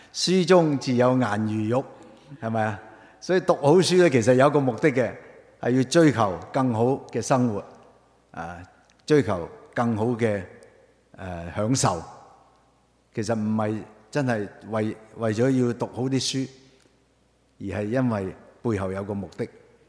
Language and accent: Cantonese; Hong Kong; 我係嚟自香港嘅